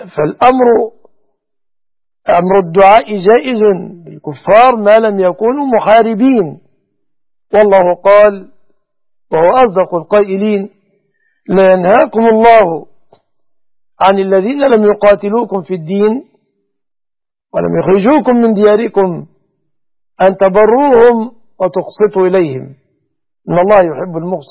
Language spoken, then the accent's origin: Arabic; Egypt; أن يجعل بلادنا مصر وسائر بلاد المسلمين آمنة مطمئنة من كل مكروه ومن كل سوء